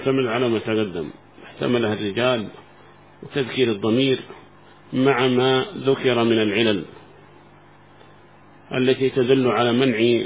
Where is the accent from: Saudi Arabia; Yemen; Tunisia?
Yemen; هذا ما وصل عندنا في اليمن أظنه